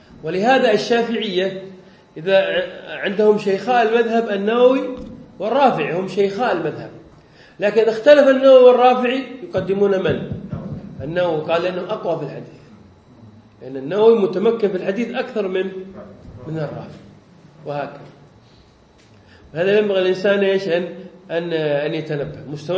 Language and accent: Arabic; Yemen; now in Indonesia; حتى عندنا في اليمن نعاني من هذه المشكلة، يعني طلاب العلم فلا يحبون النحو، هنا في اندونيسيا لا بأس